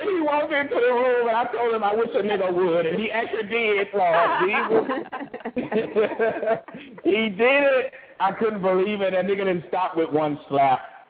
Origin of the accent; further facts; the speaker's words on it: Sunderland, North East England, United Kingdom; born there; I saw it from the time I was born in Sunderland. That's when I was born.